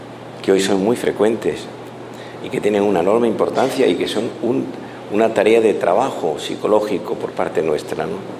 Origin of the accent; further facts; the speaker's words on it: Madrid, Community of Madrid, Spain; Yo vengo de Madrid, en España el fútbol es, en Europa, pero en España en concreto